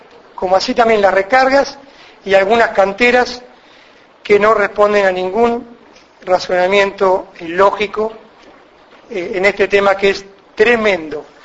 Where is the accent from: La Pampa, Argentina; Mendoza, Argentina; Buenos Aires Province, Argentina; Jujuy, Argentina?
Buenos Aires Province, Argentina; Cañuelas; yo soy de Cañuelas, pero tenemos, a Dios gracias, hace 3 años que estamos aquí en Olavarría con Cocatra